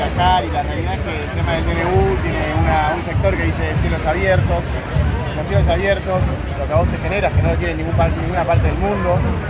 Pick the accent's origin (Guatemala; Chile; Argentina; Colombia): Argentina; y los empleados somos todos argentinos